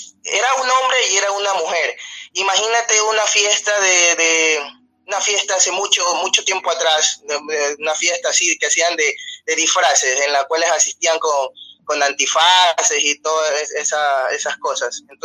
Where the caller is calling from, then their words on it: Ecuador; te llamo desde Ecuador.